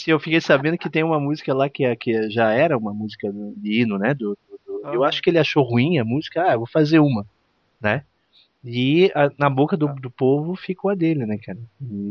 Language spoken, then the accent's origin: Portuguese; São Paulo, Brazil; Eu sou de São Paulo, né? E o meu time do coração é o São Paulo mesmo, que a gente morava por perto lá.